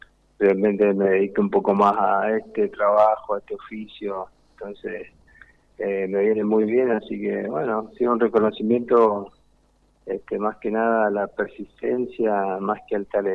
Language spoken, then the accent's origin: Spanish; Mendoza, Argentina; also born or lived in Jujuy; Sí, yo nací allá, pero estuve solamente un año, un poquito, y ahí nos vinimos para Mendoza, que nacieron todos mis demás hermanos.